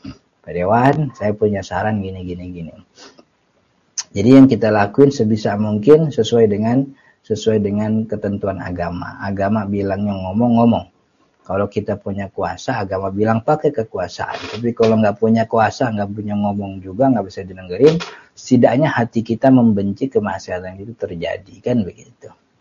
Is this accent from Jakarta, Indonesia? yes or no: yes; Jakarta, Indonesia; kita orang Betawi mah kan enggak boleh jauh sama keluarga.